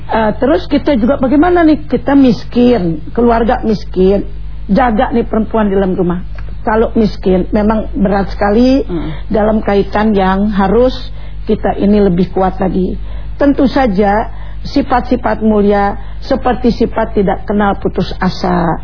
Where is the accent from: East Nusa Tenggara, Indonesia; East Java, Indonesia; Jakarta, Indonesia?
Jakarta, Indonesia; Orang tua udah bingung, sebagai orang Betawi saya ini ya, dulu selalu begitu.